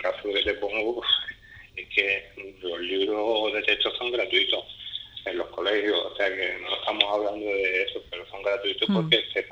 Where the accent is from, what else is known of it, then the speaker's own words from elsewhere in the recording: Spain; quien pagamos los impuestos, la enseñanza pública, para la enseñanza pública, somos los españoles.